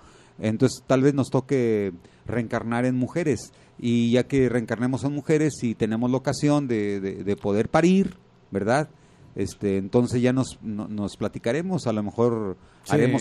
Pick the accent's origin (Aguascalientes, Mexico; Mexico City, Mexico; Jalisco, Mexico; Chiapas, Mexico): Jalisco, Mexico; Tonalá; pues ya va a ser a Guadalajara, a Tonalá, hombre, somos de Tonalá.